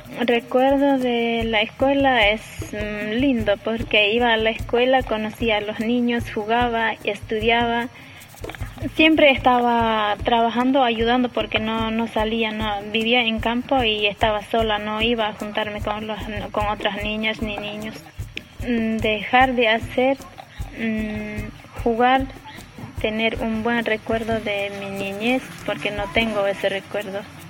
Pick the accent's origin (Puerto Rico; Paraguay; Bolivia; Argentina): Bolivia; born there; tengo 27 años, nací en Bolivia.